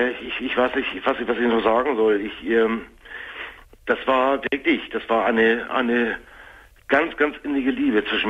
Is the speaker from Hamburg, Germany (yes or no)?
yes; Hamburg, Germany; Weil das ist eine Katastrophe hier gewesen in Hamburg. Ich komme aus Hamburg.